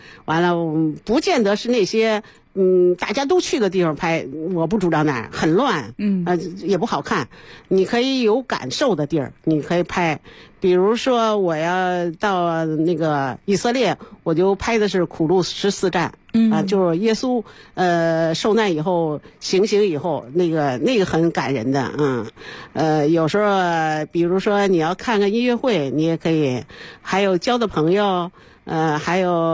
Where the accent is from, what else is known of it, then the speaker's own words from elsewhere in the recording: Beijing, China; born there; 我是生在北京，其实我家里是山东蓬莱人。